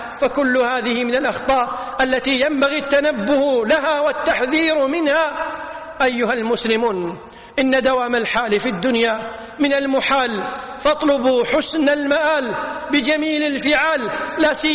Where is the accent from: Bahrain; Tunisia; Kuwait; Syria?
Kuwait; وأتمم لبلدتنا الكويت الأمن والأمان، واحفظها من كل شر وخذلان